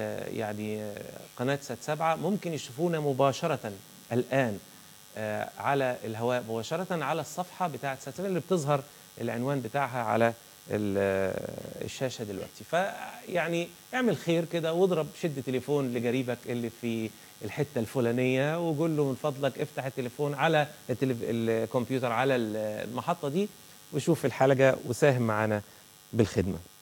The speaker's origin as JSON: {"language": "Arabic", "country": "Egypt", "said": "ولما نقول إنه بلادنا مصر تنتظر شيء جديد مختلف"}